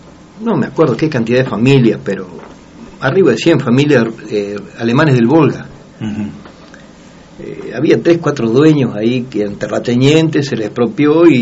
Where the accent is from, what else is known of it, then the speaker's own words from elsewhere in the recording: Buenos Aires, Argentina; also born or lived in Banfield; Pero en general siempre la vida nuestra fue la línea Bahía Blanca-Patagones.